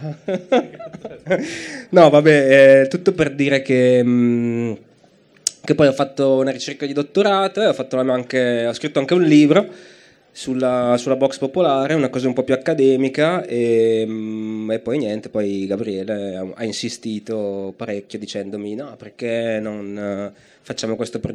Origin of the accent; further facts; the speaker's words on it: Brescia, Lombardy, Italy; io sono di Brescia.